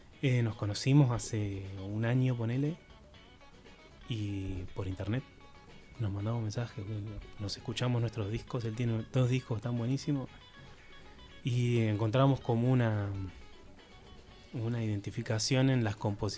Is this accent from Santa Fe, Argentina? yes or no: no; Bariloche, Río Negro, Argentina; yo soy de Bariloche y mi vieja vive en el Bolsón y siempre voy los veranos allá.